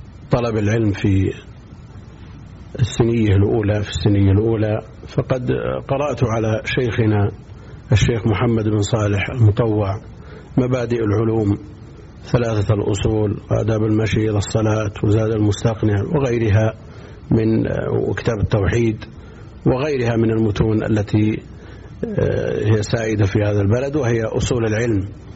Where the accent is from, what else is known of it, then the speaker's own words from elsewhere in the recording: Buraydah, Al-Qassim, Saudi Arabia; born there; من مواليد بريدة سنة 74 و300 وألف.